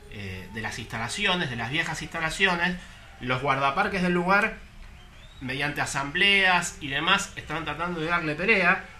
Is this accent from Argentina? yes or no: yes; Argentina; La verdad es que como argentino me siento zarpado, me siento un boludo